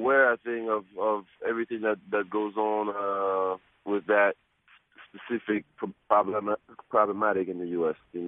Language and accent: English; Switzerland; growing up in Switzerland as a mixed kid and, you know, with very artistic parents.